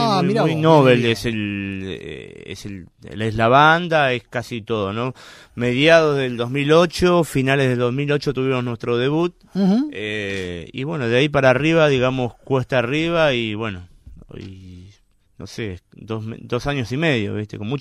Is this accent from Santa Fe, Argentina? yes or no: no; Claypole, Buenos Aires Province, Argentina; decidimos hacer una fecha ahí en el barrio, Claypole, nosotros somos de Claypole.